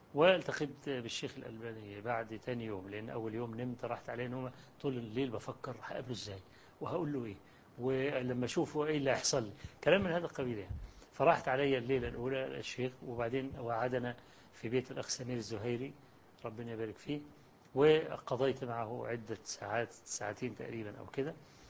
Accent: Egypt; وقلت له أنا جئت من مصر عشان أقابلك وإلى آخره.

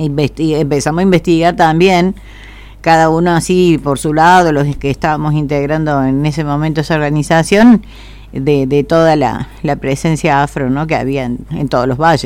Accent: Argentina; hubo como una especie de plan de blanqueamiento de nuestra argentinidad

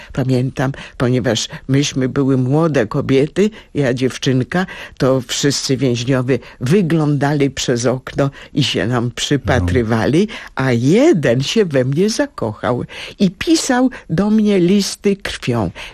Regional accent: Międzyrzec Podlaski, Lublin Voivodeship, Poland; now in Warsaw, Poland; Pochodzimy z tego samego miasta, Międzyrzec Podlaski, a teraz jesteśmy obydwie obywatelkami honorowymi Międzyrzeca, a teraz też mieszkamy niedaleko siebie. Ja w Międzylesiu, ona w Otwocku

